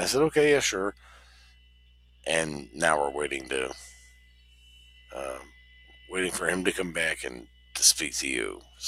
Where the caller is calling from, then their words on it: Seattle, Washington, United States; We're calling from just a little bit, you know, south and west of you guys. A little bit south and west, so Seattle.